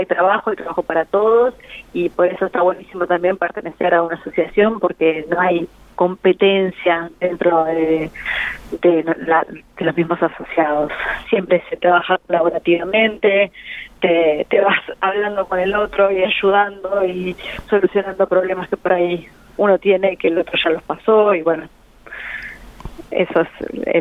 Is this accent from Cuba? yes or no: no; Santa Rosa, La Pampa, Argentina; la mayoría de los integrantes somos acá de Santa Rosa.